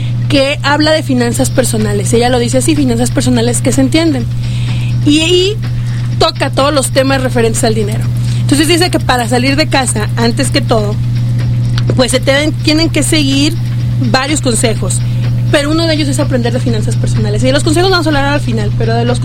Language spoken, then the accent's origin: Spanish; Arandas, Jalisco, Mexico; vivo todavía en casa de mis padres y yo vengo de Arandas.